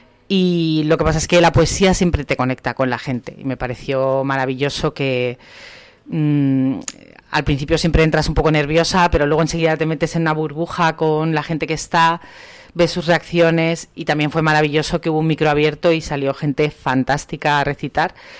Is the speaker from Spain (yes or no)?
yes; Madrid, Community of Madrid, Spain; echo mucho de menos estos lugares en Madrid, que es de donde yo vengo